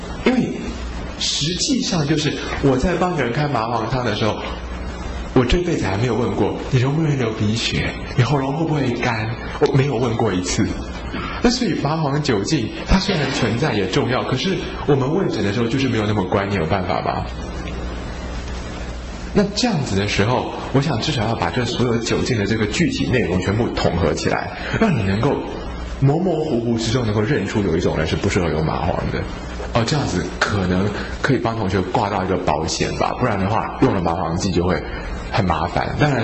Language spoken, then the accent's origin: Chinese; Taiwan; 我们台湾人啊都很寒啊，吃很多青菜水果